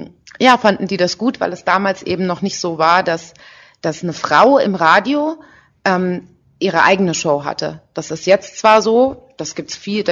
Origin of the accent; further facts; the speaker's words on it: Berlin, Germany; Ich komme ja aus Berlin eigentlich.